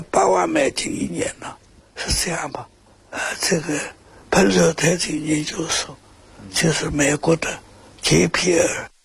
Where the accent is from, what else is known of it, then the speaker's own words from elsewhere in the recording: China; 我是中国人